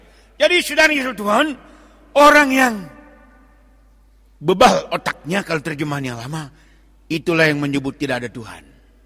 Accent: North Sumatra, Indonesia; Kita orang Batak menyanyikan lagu kesayangan terhadap tanah Batak.

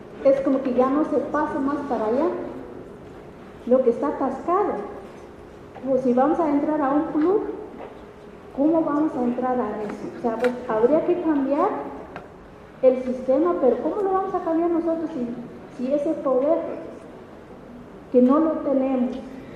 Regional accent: Quiché, Guatemala; yo soy de Quiché

